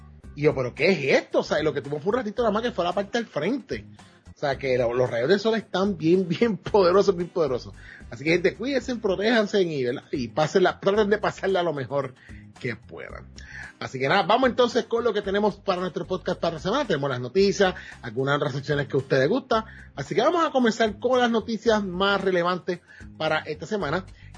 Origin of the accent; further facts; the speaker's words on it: Puerto Rico; como buen puertorriqueño, 230 toletes.